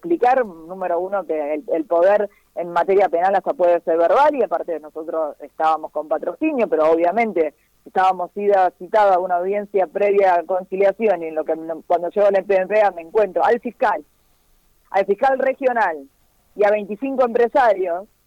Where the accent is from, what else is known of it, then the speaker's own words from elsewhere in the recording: Rosario, Santa Fe, Argentina; now in Reconquista, Argentina; ambas somos rosarinas, yo ahora estoy en Reconquista, iba y venía de Rosario antes de la pandemia, ahora hace 150 días que estoy acá